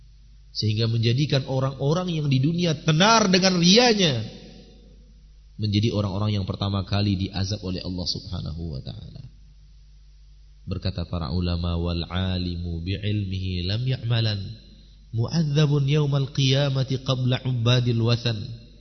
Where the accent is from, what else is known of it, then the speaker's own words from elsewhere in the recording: Sumatra, Indonesia; Kalau istilah kami orang Sumatera, nambah tai gigi.